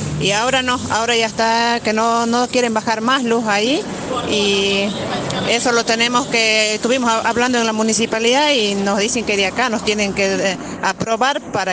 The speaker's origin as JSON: {"language": "Spanish", "town": "Eugenio Bustos", "region": "Mendoza", "country": "Argentina", "said": "soy de San Carlos, de Eugenio Busto, del barrio Loteo Los Indios."}